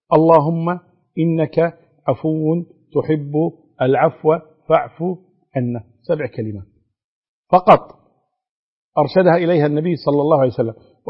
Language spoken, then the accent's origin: Arabic; Kuwait; وأظن الحمد لله عندنا في الكويت يعني الوزارة يعني مهيئة لهذا